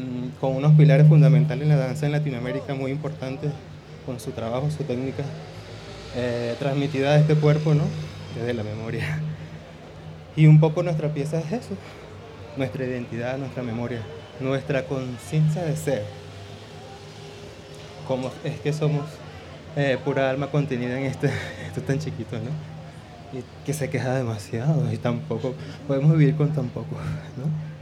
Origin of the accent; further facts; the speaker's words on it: Venezuela; Vengo de Venezuela con un proyecto muy hermoso a todo el público de la danza.